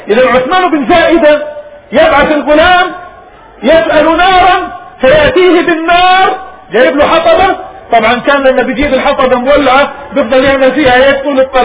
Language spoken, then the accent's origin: Arabic; Palestine; هذا الكلام بقي في بلادنا ربما إلى الهجرة، ثاني هجرتنا وطردنا من بلادنا فلسطين